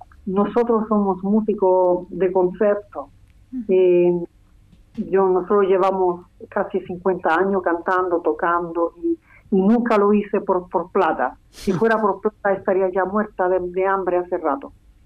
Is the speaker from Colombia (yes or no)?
no; Rome, Lazio, Italy; Spanish is a second language; Yo, como italiana, he vivido la música de la nueva canción chilena en Italia